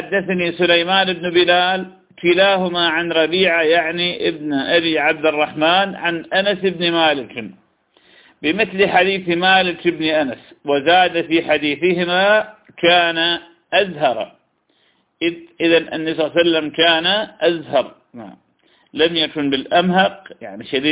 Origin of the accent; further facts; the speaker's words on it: Iraq; طير الحجل طير جميل كنا نصطاده في بلادنا العراق